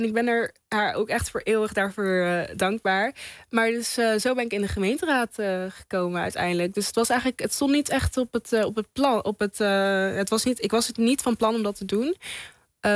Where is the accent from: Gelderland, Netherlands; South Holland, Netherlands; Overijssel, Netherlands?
Gelderland, Netherlands; Apeldoorn; En ik ben in Apeldoorn geboren, opgegroeid.